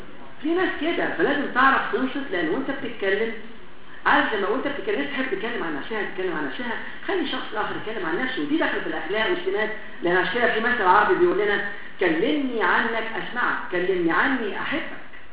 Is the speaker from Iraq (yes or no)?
no; Alexandria, Alexandria Governorate, Egypt; عارف عندنا في اسكندريه